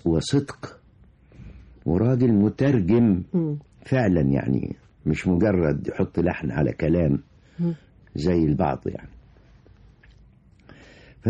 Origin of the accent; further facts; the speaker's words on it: Abu Qurqas, Minya Governorate, Egypt; وحفظت القرآن في أبو قرقاص مديرية محافظة المنيا.